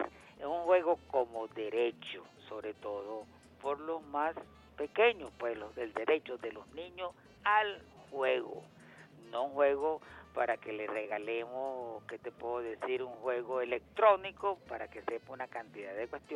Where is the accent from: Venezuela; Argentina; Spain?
Venezuela; el orgullo de ser venezolano es llevar ante el mundo con orgullo el decir yo soy venezolano ante todo el mundo.